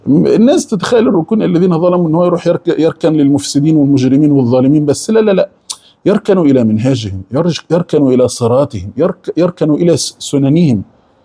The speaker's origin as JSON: {"language": "Arabic", "country": "Egypt", "said": "يعني اقول احنا كمصريين فص ملح وداب"}